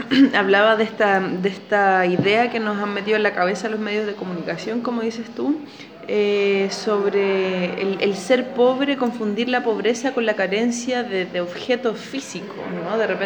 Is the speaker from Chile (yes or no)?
yes; Santiago, Santiago Metropolitan Region, Chile; also born or lived in Valencia / Segovia; Yo soy de Santiago y nunca me imaginé vivir en lugares más pequeños.